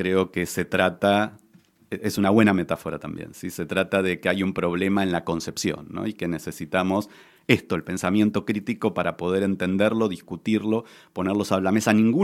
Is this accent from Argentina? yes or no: yes; Argentina; Mira, como buen argentino soy muy futbolero